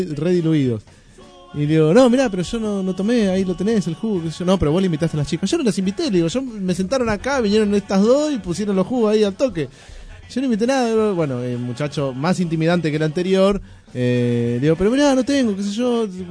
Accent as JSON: {"language": "Spanish", "town": "Moreno", "region": "Buenos Aires Province", "country": "Argentina", "said": "soy de Moreno, tengo que trabajar, volver a mi casa."}